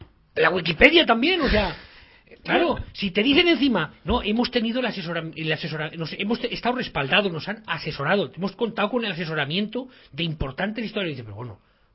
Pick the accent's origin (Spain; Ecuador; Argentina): Spain; como español, que me toque la historia me toca las narices